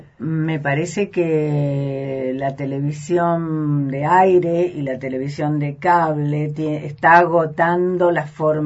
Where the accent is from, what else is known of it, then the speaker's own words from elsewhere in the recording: Santa Fe, Argentina; Soy santafesina.